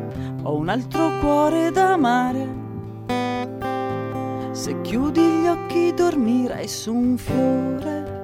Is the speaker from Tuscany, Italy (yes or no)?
yes; Arezzo, Tuscany, Italy; born there; now in Bologna, Italy; Sì, sì, per me sì, perché Arezzo ci sono solo nata.